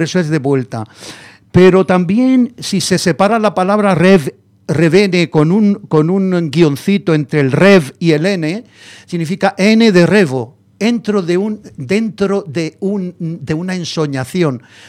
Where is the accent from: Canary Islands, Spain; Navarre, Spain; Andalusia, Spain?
Andalusia, Spain; Granada; now in Madrid, Spain; Me dice que yo soy Madrid de Granada o Granada de Madrid, que en esperanto significa madrileño a lo granadino o granadino a lo madrileño. Y efectivamente, yo me vine en el año 68, son 50 años. En septiembre hará 50 años que estoy aquí.